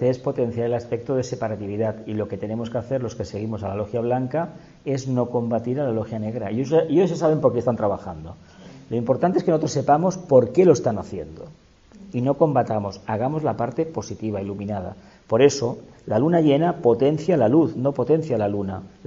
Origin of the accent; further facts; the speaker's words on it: Andalusia, Spain; Lo sé porque yo procedo de Andalucía y me han dicho que eso es mentira.